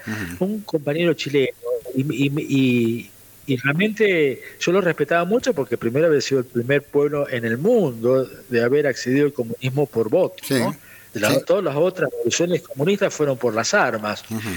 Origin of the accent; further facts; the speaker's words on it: La Pampa, Argentina; Y yo le decía, soy de La Pampa, y queda lejos ese país, maestrito